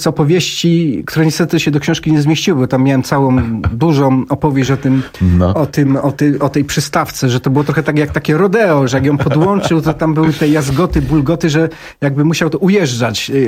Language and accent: Polish; Częstochowa, Silesian Voivodeship, Poland; Ja na przykład pochodzę z Częstochowy i to sam na własnej skórze odczułem.